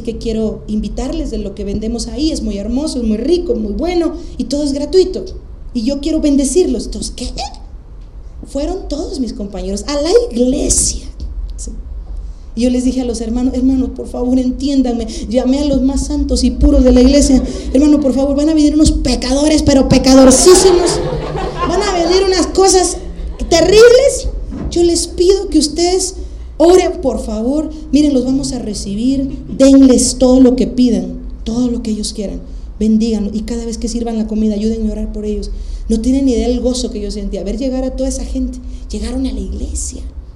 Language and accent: Spanish; Coatzacoalcos, Veracruz, Mexico; also born or lived in Aguascalientes; Cuando yo me fui de Coatzacoalcos a la ciudad de Aguascalientes, 16 horas de camino para allá, dije, yo nunca voy a volver a Coatzá, no quiero nada con esta ciudad.